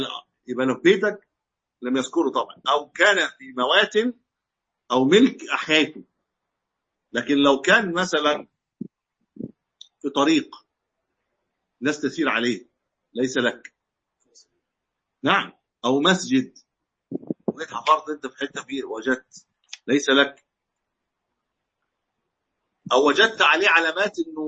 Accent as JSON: {"language": "Arabic", "country": "Egypt", "said": "كما عندنا في مصر مثلا من الفراعنه"}